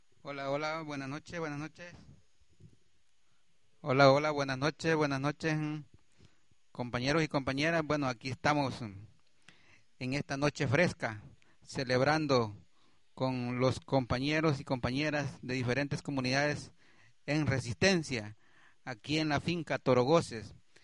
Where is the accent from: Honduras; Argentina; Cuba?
Honduras; Yo creo que nosotros como hondureños esto no lo vamos a olvidar jamás